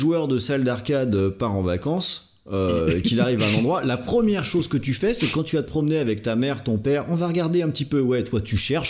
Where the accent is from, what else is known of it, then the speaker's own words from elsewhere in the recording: Brittany, France; parce qu'à la base je suis breton, donc aller sur un bateau ça me fait vraiment rien